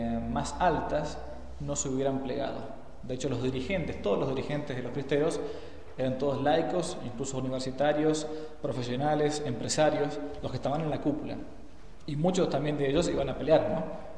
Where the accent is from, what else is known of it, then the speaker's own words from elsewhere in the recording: Argentina; se asombraban que uno siendo argentino conociera de estos temas, ¿no? Allá.